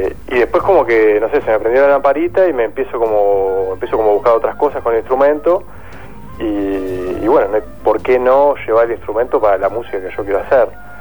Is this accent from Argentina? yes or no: no; Uruguay; Bueno, yo soy uruguayo